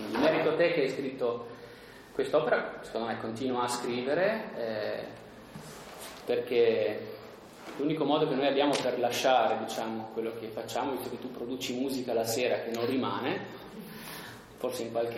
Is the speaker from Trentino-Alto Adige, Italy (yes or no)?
yes; Merano, Trentino-Alto Adige, Italy; Io sono di Merano